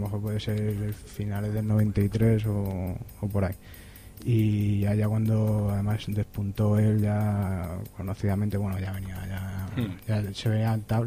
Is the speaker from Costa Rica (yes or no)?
no; Cáceres, Extremadura, Spain; yo soy fuera de Madrid, vamos, totalmente, soy